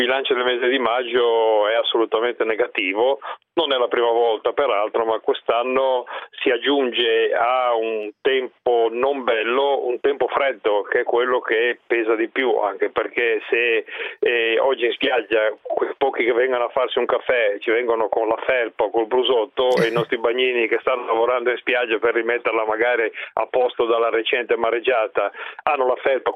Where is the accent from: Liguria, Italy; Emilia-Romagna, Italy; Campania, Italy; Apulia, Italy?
Liguria, Italy; Mi fa piacere che anche da così lontano rispetto a me, che sono ligure, si conferma che le tariffe sono identiche